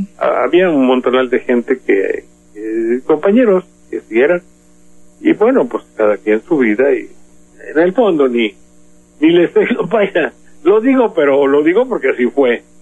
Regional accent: Banderilla, Veracruz, Mexico; el origen de mi pueblo aquí de Banderilla

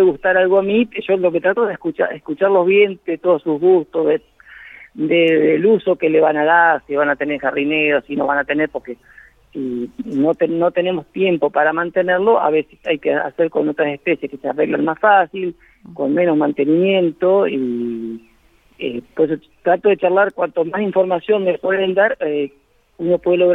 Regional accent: Miguel Riglos, La Pampa, Argentina; Empecé trabajando en mi pueblo, que es de Miguel Ringo

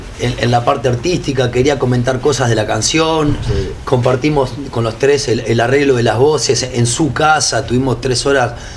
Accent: Uruguay; siendo uruguayos, además de ser rioplatenses, tenemos en el inconsciente colectivo un cancionero muy rico de música popular uruguaya

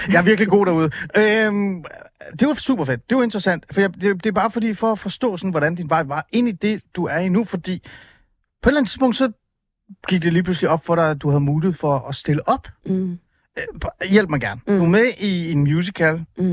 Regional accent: Ålsgård, Capital Region of Denmark, Denmark; Jeg tror jeg voksede op i Ålsgård, Nordsjælland.

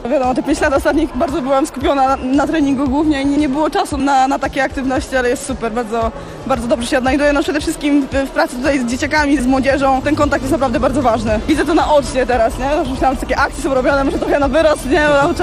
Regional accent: Toruń, Kuyavian-Pomeranian Voivodeship, Poland; Z Torunia.

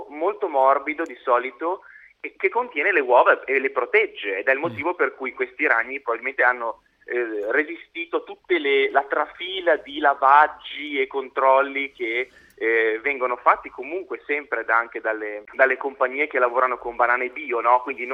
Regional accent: Genoa, Liguria, Italy; Io sono genovese, lo posso dire.

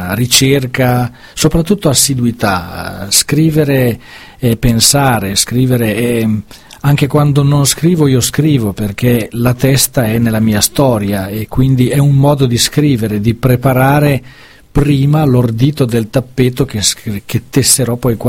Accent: Ferrara, Emilia-Romagna, Italy; questo perché sono un ferrarese.

